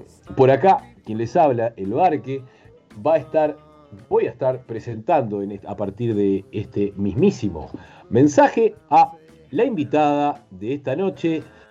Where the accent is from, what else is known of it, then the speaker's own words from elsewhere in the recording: Uruguay; Porque somos muy parecidos a los argentinos, casi somos argentinos, pero no somos, somos como una provincia independiente.